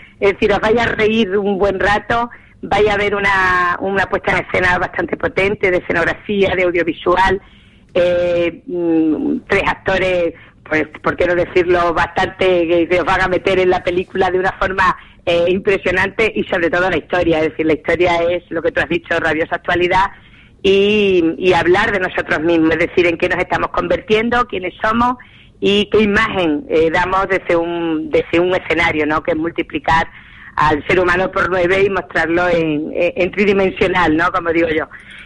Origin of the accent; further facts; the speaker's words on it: Extremadura, Spain; y en Extremadura es nuestro plato fuerte, es decir, somos extremeños